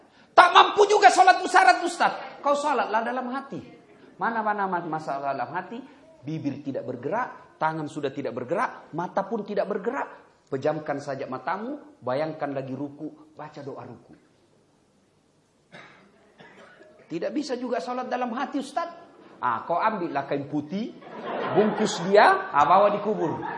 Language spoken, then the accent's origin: Indonesian; South Sulawesi, Indonesia; Oh, itu Bugis pinggirang. Kalau saya Bugis modern.